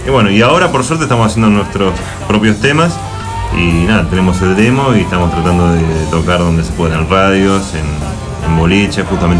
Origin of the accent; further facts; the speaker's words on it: Buenos Aires, Argentina; Desde Capital vinimos de Caballito.